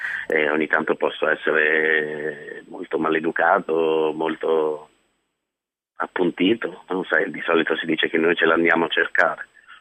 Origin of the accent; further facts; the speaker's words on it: Lombardy, Italy; Ero il tipico lombardo di provincia